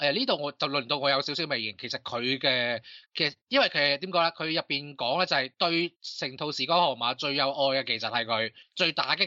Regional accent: Hong Kong; 即系我哋香港人第一样谂系梗系

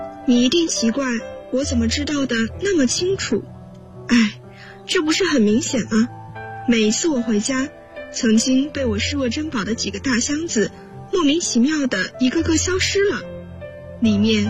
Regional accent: Qingdao, Shandong, China; 来自山东青岛，我在南京大学，距离我的家乡571公里。

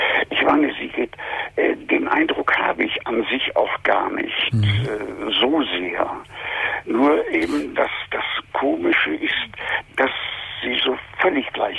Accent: East Germany, Germany; Wie gesagt, ich bin Jahrgang 38, stamme aus dem Osten, habe als Kind im Krieg ganz schlimm erlebt

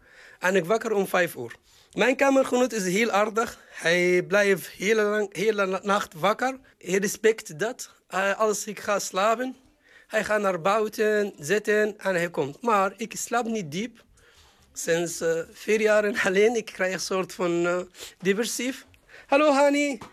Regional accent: Egypt; Dutch is a second language; moved away as an adult; now in Netherlands; Ik kom uit Egypte. Ik ben hier in Nederland sinds 2019. Ik ben 45 jaar oud.

